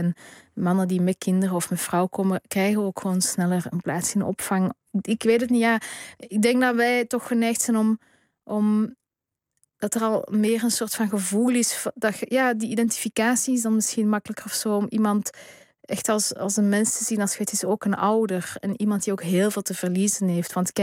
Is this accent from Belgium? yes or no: yes; Flanders, Belgium; En natuurlijk was bij ons in Vlaanderen het Vlaams blok toen.